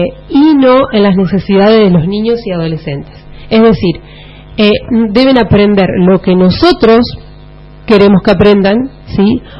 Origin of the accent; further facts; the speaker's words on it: Santa Fe, Argentina; y también porque soy santafesina, trabajé en escuelas de la provincia de Santa Fe.